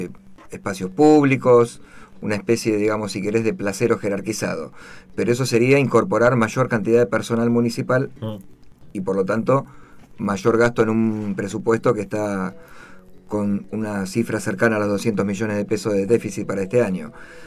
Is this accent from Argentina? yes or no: yes; Mar del Plata, Buenos Aires Province, Argentina; soy de Mar del Plata